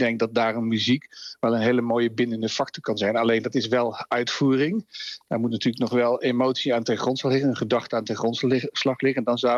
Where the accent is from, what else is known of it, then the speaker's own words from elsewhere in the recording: Netherlands; wat ik zelf als Nederlander heel erg als Limburg zie.